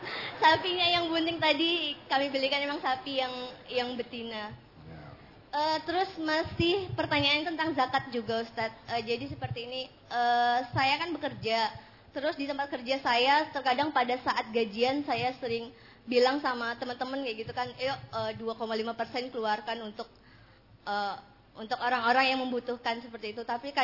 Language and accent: Indonesian; Jambi, Indonesia; Ustaz, saya dari Jambi.